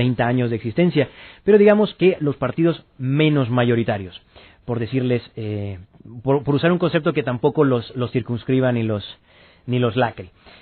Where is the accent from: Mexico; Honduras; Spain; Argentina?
Honduras; conviviendo como hondureños.